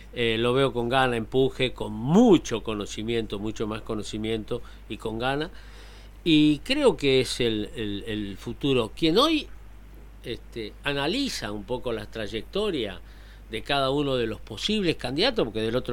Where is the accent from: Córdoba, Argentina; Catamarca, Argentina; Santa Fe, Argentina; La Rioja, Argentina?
Córdoba, Argentina; Isla Verde; moved away as an adult; now in Córdoba, Argentina; llevo casi 19 años en Córdoba, del día que me tocó salir de Isla Verde para acompañar la gestión del doctor de la Sota